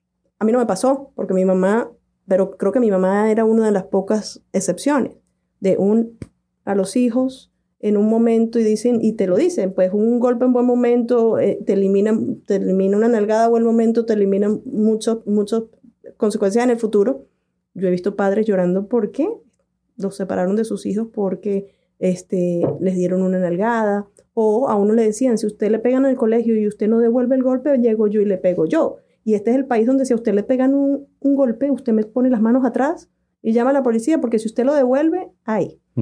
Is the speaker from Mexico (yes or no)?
no; Venezuela; En nuestros países, nosotros somos venezolanos.